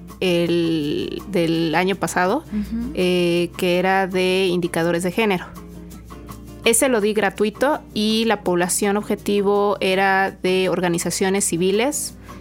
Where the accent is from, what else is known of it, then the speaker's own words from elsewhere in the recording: Xalapa, Veracruz, Mexico; also born or lived in United States; Yo soy originaria de Xalapa. Nunca fue mi idea quedarme después de la maestría en Estados Unidos. Siempre pensé en regresar y regresar específicamente a mi ciudad de origen